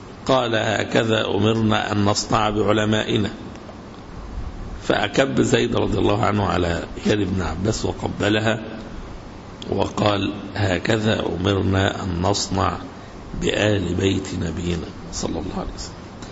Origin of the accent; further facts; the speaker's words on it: Egypt; يعني هنا عندنا في مصر قبائل كثيرة جدا